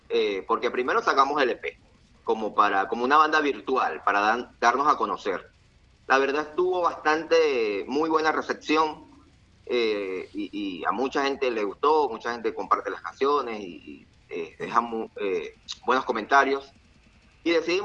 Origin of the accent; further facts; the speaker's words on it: Venezuela; No, no, yo solamente soy de Venezuela.